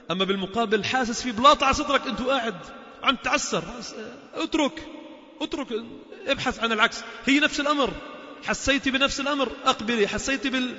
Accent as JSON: {"language": "Arabic", "country": "Lebanon", "said": "هذه السنة مهجورة بقوة عندنا في لبنان، بالذات في لبنان"}